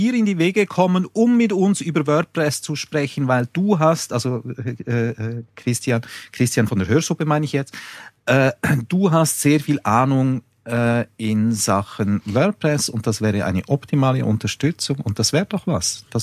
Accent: Switzerland; so bringst du mich ganz einfach zum Schweigen als Schweizer.

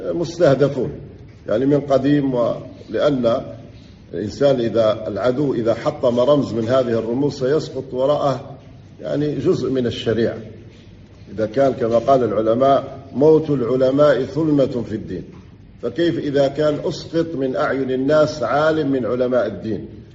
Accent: Algeria; وليس إحنا عندنا في الجزائر أمسكوا بعض الإخوة

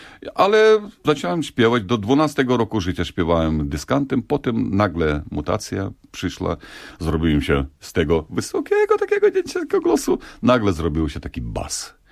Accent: Zakarpattia Oblast, Ukraine; Polish is a second language; Tam dostałem się do początkującego pedagoga, też z Zakarpacia, też z moich stron.

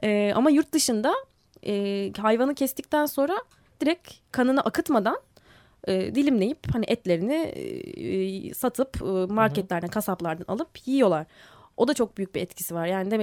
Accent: Istanbul, Turkey; Hani orada ikamet ediyorum ama bir evim İstanbul. Sonuçta burada doğdum büyüdüm. Ama orada yaşıyorum şu anda.

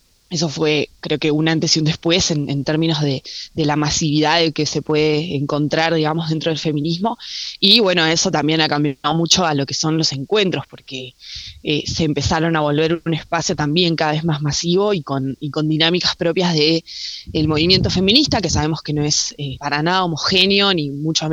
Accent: Bariloche, Río Negro, Argentina; o sea, sí, soy acá de Bariloche.

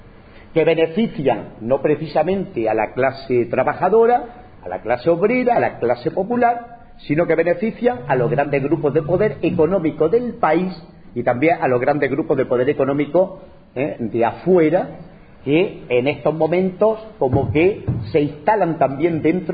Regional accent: Spain; En mi país, en España

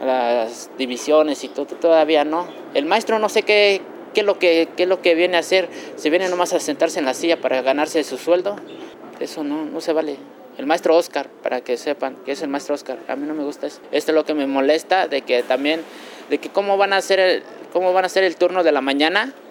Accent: Mexico City, Mexico; also born or lived in Santiago Mexquititlán, Querétaro; Yo vengo del estado de Querétaro, ahí por Santiago Mexitlán, soy otomí, y surge esto desde que yo estaba chico. A los 7 años me trajeron acá en la Ciudad de México, y aquí empecé a estudiar.

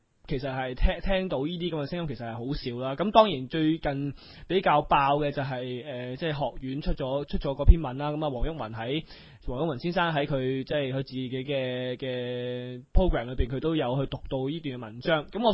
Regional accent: China; 我喺大陆咧就睇过好多城市，见到祖国非常之繁荣，我好欣慰，我觉得自己好自豪，作为一个中国人

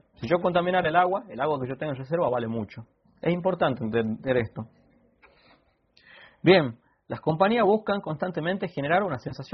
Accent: Argentina; yo soy de Argentina

